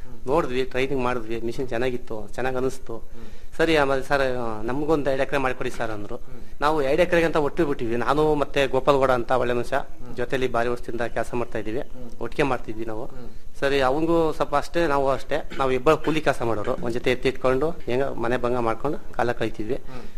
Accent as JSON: {"language": "Kannada", "town": "Gonibeedu", "region": "Karnataka", "country": "India", "tie": "born or raised there", "said": "ನಮ್ದು ಗೋಣಿಬೀಡು, ನಮ್ಮೂರು, ನಮ್ಗೆ 2 acres ಜಮೀನ್ ಇತ್ತು."}